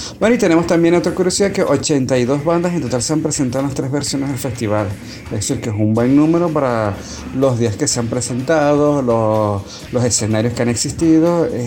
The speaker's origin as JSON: {"language": "Spanish", "country": "Venezuela", "said": "si son como nosotros, venezolanos, si tienen algún primo por allá tirado, es momento de visitarlos"}